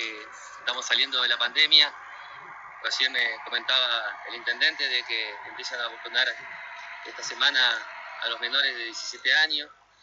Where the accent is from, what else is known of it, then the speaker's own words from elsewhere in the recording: Concordia, Entre Ríos, Argentina; lo hice pensando en mi tierra, que es Entre Ríos, y en Concordia, que es mi ciudad